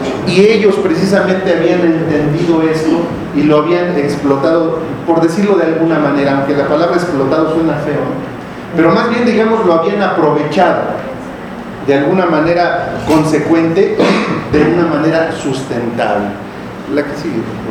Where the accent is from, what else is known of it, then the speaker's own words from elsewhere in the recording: Tecámac, State of Mexico, Mexico; Nosotros venimos de Tecama, ya les dije que en esos tiempos cuando existían los lagos era un pueblo de pescadores, era un pueblo ribereño